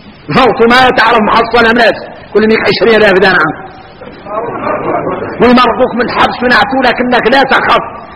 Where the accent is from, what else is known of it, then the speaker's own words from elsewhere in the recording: Mauritania; احنا اولاد موريتانيا احنا نعرف الواضح